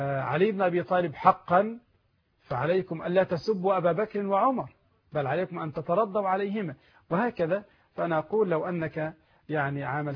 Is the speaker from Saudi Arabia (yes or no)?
no; Egypt; البنوك عندنا في مصر ثلاثه اقسام